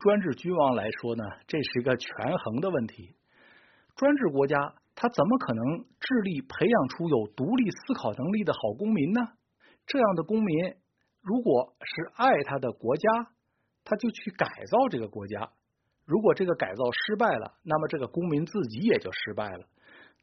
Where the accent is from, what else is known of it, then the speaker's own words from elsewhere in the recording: China; 我们中国人，我这里指的是中国大陆人，还从未享有过这种政治自由